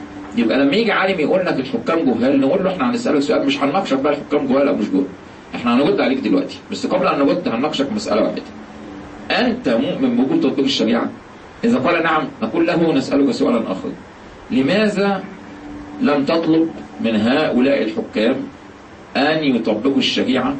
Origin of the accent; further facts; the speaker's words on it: Egypt; إحنا النهارده عندنا في مصر